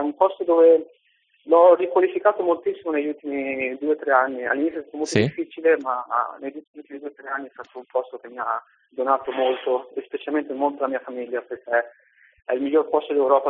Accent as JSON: {"language": "Italian", "town": "Forlì", "region": "Emilia-Romagna", "country": "Italy", "said": "Sono di Forlì."}